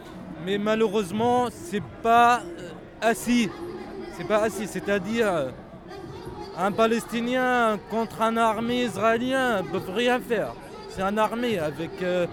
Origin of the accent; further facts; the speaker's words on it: France; moi, je suis français d'origine palestinienne, je n'ai pas le droit d'aller là-bas avec mon passeport français.